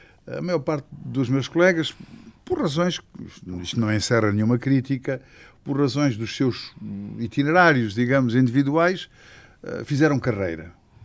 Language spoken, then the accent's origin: Portuguese; Angola; now in Portugal; no sentido que viemos de Angola e as nossas primeiras referências são de Angola